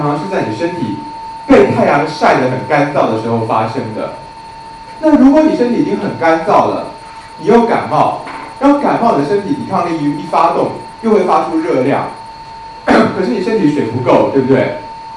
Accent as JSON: {"language": "Chinese", "country": "China", "said": "因为我们中国人说“不通则痛”"}